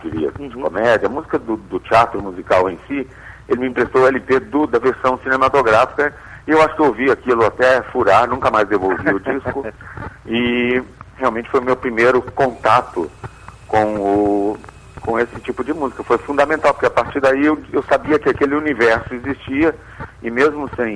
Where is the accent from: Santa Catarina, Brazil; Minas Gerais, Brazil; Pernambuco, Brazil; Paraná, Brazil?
Minas Gerais, Brazil; Araguari; born there; da orquestra do cinema de Araguari, que é a cidade onde eu nasci